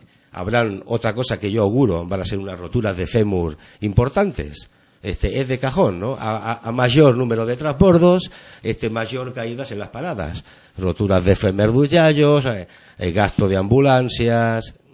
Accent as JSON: {"language": "Spanish", "country": "Argentina", "lives_now": "Barcelona, Spain", "said": "soy psicosociólogo argentino."}